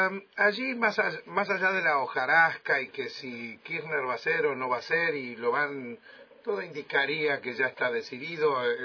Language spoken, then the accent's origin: Spanish; Argentina; para nosotros tampoco como argentinos.